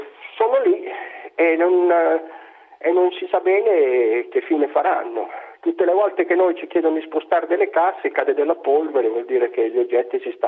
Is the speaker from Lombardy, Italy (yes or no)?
no; Ravenna, Emilia-Romagna, Italy; Buonasera, veramente non è da Como, comunque sono da Ravenna, ieri ero a Como in vacanza.